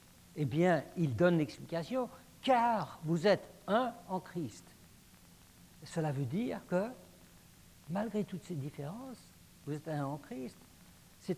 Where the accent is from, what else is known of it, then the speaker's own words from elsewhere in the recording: Paris, Île-de-France, France; born there; Moi, je suis né en France, à Paris, et ma nationalité est française